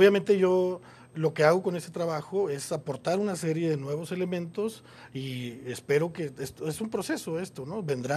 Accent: Monterrey, Nuevo León, Mexico; que es de Monterrey, de mi tierra

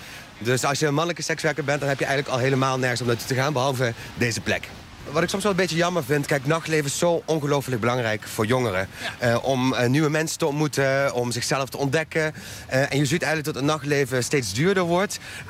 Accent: Belgium; En ik ben opgegroeid in België. En ik ging dan als jonge jongen in een klein dorp woonde ik.

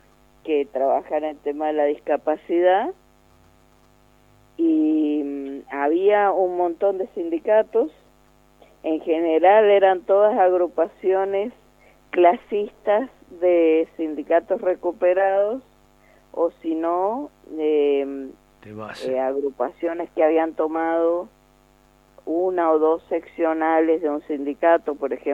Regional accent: Mendoza, Argentina; soy de Mendoza, de la agrupación 9 de abril, soy docente

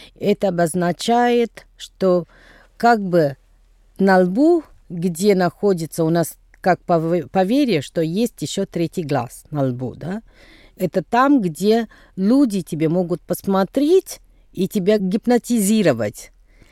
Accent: Tamil Nadu, India; Russian is a second language; у нас Новый год в Южной Индии. Как, где я происхожу из Тамильнаду.

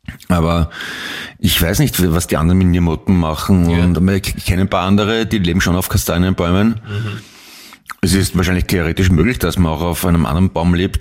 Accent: Vienna, Austria; Ich bin in Wien aufgewachsen.

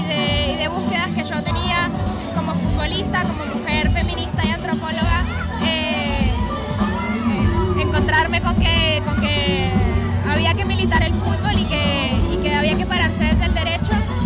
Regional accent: Bogotá, Colombia; now in Argentina; De Colombia, Bogotá. Hace 13 años que estoy acá.

